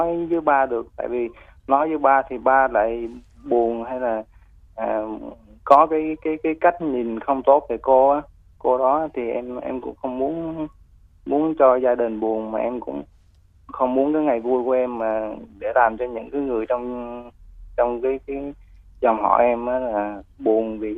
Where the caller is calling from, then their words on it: Ho Chi Minh City, Vietnam; em đang gọi từ Tân Bình, thành phố Hồ Chí Minh vậy.